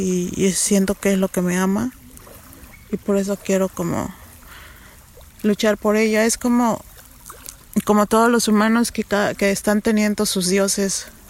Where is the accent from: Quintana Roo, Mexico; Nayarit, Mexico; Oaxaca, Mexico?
Oaxaca, Mexico; San Esteban Atatlauca; moved away as an adult; Soy de San Esteban Atatlauca, Tlaxiaco, Oaxaca. Esto es en México y tengo 37 años.